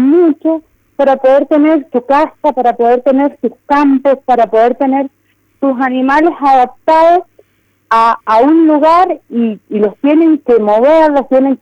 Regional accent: Las Loicas, Mendoza, Argentina; now in Malargüe, Argentina; Yo nací y me crié toda mi vida en Las Loicas. Actualmente estoy trabajando en Malargüe

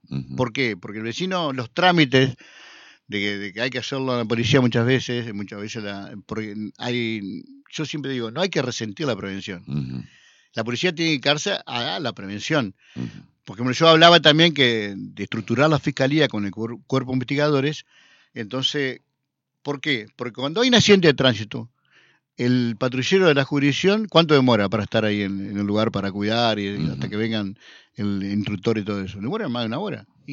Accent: Concordia, Entre Ríos, Argentina; yo soy de Concordia.

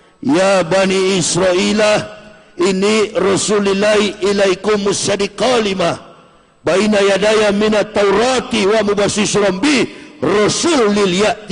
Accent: Java, Indonesia; Kalau kita orang Jawa bilang kolor.

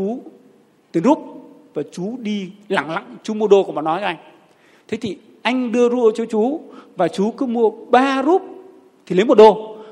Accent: Thái Bình, Vietnam; Em quê Thái Bình.

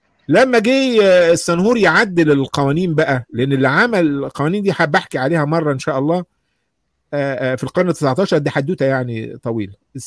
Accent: Egypt; عندنا في مصر

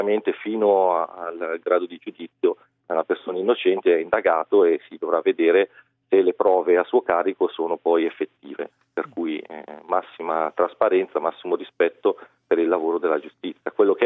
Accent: Monza, Lombardy, Italy; born there; moved away as an adult; now in Naples, Italy; Non ho la pronuncia napoletana, come potete sentire. Io sono nato a Monza e mi sono trasferito 10 anni fa.

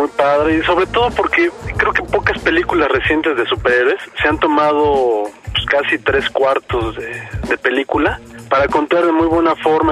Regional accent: Mexico; afortunadamente no somos gringos, somos mexicanos.

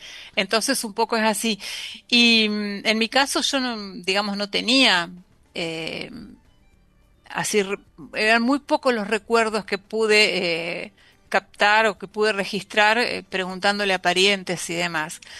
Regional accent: La Pampa, Argentina; born there; donde yo nací, en La Pampa.

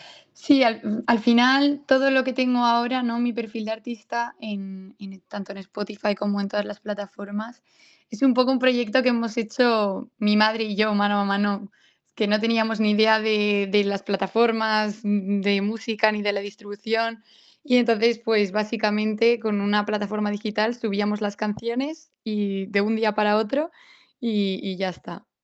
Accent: Valencia, Valencian Community, Spain; soy de Valencia y soy la más pequeña de 3 hermanos.

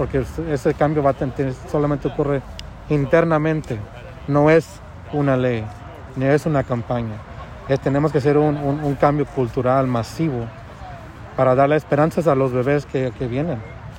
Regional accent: Mexico; yo soy mexicano, padre, me identifico como Latinx

